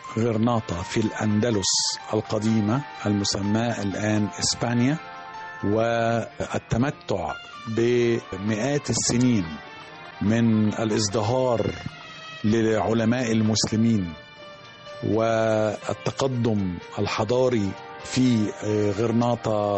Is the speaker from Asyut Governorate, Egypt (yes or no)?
no; Alexandria, Alexandria Governorate, Egypt; هو الحقيقة يعني في الطفولة والشباب كان بيبقى في السواحل والشواطئ عندنا في اسكندرية